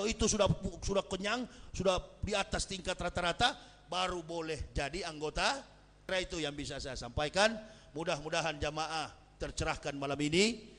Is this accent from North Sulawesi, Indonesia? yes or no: yes; Manado, North Sulawesi, Indonesia; Kami orang Manado, mohon maaf Pak, kami orang Manado enggak giler dengan gelar itu.